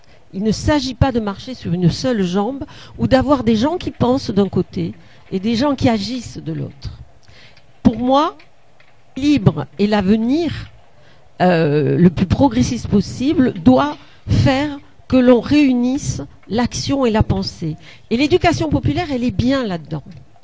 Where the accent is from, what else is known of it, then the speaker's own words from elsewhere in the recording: Southern France, France; j'exagère, je suis méridionale, mais quand même